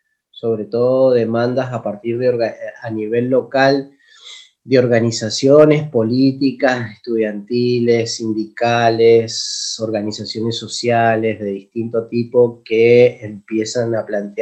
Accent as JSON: {"language": "Spanish", "region": "Mendoza", "country": "Argentina", "said": "yo soy de Mendoza. Tengo 44, creo, 44 años, 45, por ahí."}